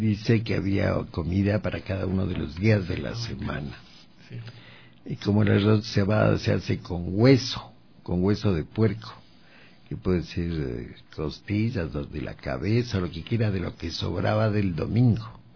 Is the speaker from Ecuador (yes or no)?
yes; Baños de Agua Santa, Tungurahua, Ecuador; Y no era solo Quito, porque yo vengo de Baños de Agua Santa.